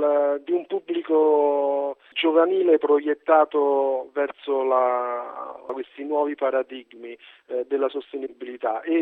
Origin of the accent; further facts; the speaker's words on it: Rome, Lazio, Italy; Ma io sono romano, vivo a Roma